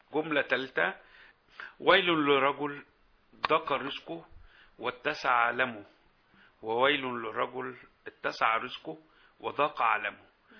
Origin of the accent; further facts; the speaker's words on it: Egypt; عادة احنا كمصريين للأسف في البعض مننا بيحب يتطفل ويتدخل في حياتك